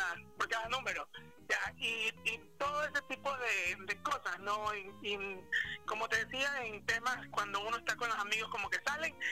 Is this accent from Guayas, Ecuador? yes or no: yes; Nobol, Guayas, Ecuador; yo soy oriundo de Novol, ya en la provincia de Guayas